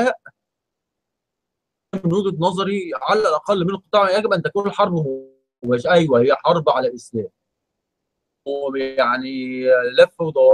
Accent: Egypt; انا كمصري انا ماليش دعوه، انا ايه، انا كمصري انا متضرر ايه

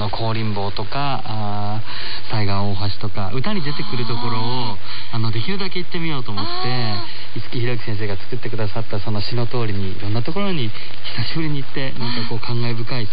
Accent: Shizuoka, Japan; 静岡から来たことは年に一回雪が降るか降らないかという暖かいところで、みかんとかお茶とかメロンとかそういう産地で生まれ育ったんですね。雪にとっても縁はなかったんですけども、

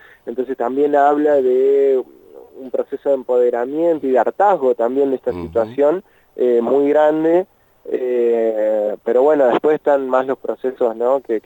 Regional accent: Argentina; que tenemos como argentinos, como argentinas, como patriotas de la patria grande

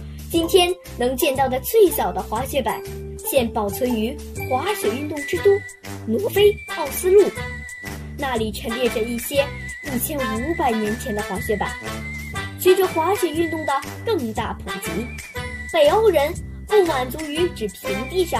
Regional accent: Harbin, Heilongjiang, China; 大家好，我是来自哈尔滨的小记者。

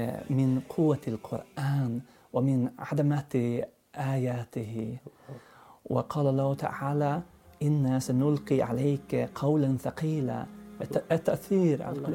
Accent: Norrland, Sweden; Arabic is a second language; نعم سكنت في شمال السويد وفي الريف عند أبي

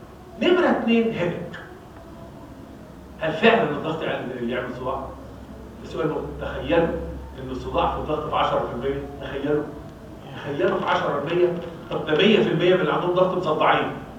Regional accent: Egypt; المصيبه بقى ان عندنا في مصر كام دكتور؟ 84 مليون دكتور.

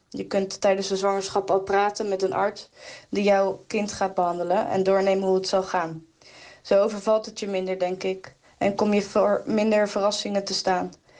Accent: Rotterdam, South Holland, Netherlands; ik kom uit Rotterdam.

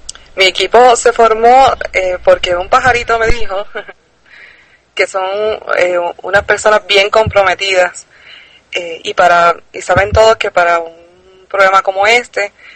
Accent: Puerto Rico; Yo soy acá de Puerto Rico

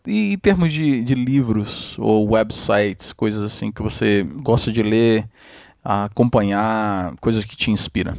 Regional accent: Brazil; me lembra a minha infância no Brasil.

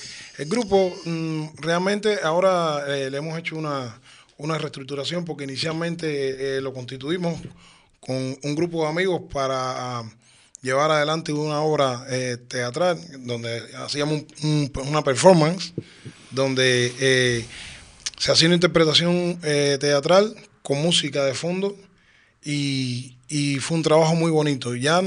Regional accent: Cuba; moved away; Antes yo recuerdo, yo llevo, soy cubano, pero ya llevo 11 años aquí.

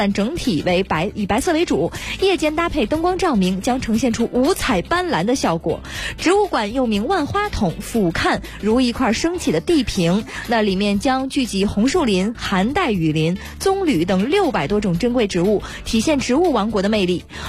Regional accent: Heilongjiang, China; 我这个地方我太熟悉了，我的家乡黑龙江

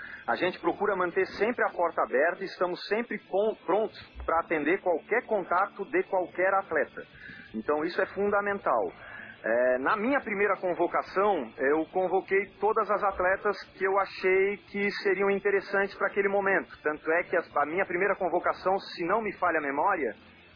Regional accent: Florianópolis, Santa Catarina, Brazil; also born or lived in Porto Alegre; eu sou nascido no Rio Grande do Sul, Porto Alegre, mas moro em Florianópolis, Santa Catarina, desde um ano de idade. Então eu sou sem sotaque mesmo.

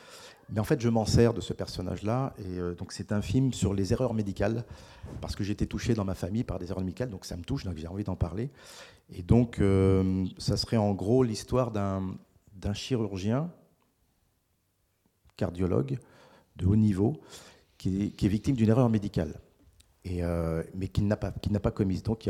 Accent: Paris, Île-de-France, France; born there; enfin, je suis né à Paris

